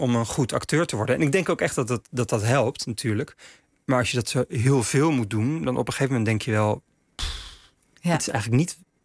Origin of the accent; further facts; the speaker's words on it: The Hague, South Holland, Netherlands; Ja, ik kwam wel uit Den Haag, dus ik dacht al wel te weten wat het is om in een stad te wonen.